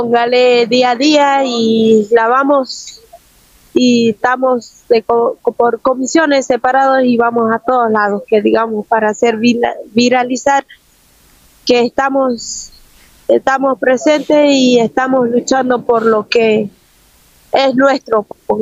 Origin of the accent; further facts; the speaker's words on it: Jujuy, Argentina; nosotros estamos acá en la ciudad de Buenos Aires desde el 1 de agosto, que vinimos de allá de Jujuy.